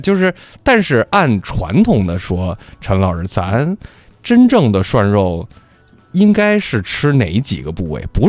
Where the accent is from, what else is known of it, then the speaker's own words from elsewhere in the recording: Beijing, China; 咱们北京人咱不用多说了